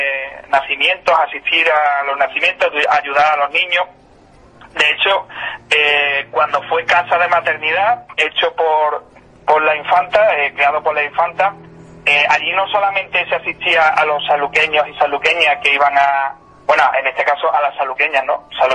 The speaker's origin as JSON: {"language": "Spanish", "town": "Jerez", "region": "Andalusia", "country": "Spain", "tie": "born there", "said": "Yo tengo 29 años, yo no conocí la casa de maternidad, yo nací en Jerez"}